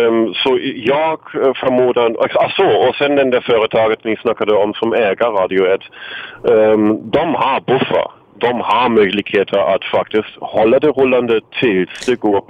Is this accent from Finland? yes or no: no; Berlin, Germany; Swedish is a second language; moved away as an adult; now in Sweden; Ja, som du kanske redan har gissat, kommer jag från Tyskland.